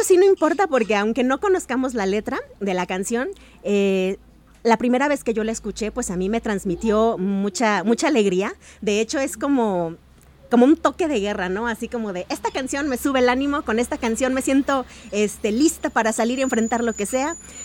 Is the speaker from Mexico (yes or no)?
yes; Chihuahua, Mexico; now in Guadalajara, Mexico; Yo soy chihuahuense, con mucho orgullo, una tierra muy bonita, pero estoy tan enamorada de Guadalajara que yo ya soy tapatía por adopción hecha y derecha.